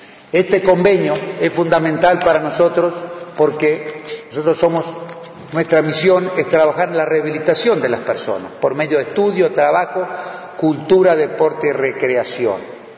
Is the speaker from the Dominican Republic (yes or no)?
no; Uruguay; como ciudadano, como uruguayo, como funcionario público, como director del INR